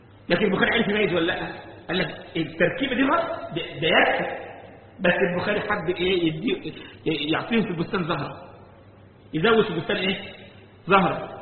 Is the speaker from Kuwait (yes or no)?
no; Egypt; يعني كان مرة بيحكى عندنا في مصر